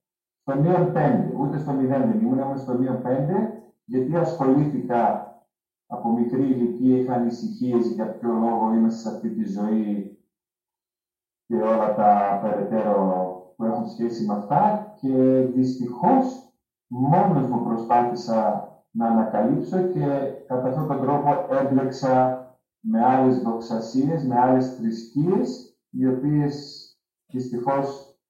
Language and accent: Greek; Menemeni, Central Macedonia, Greece; Το μόνο που θυμάμαι από τα παιδικά μου χρόνια ήταν στη Μενεμένη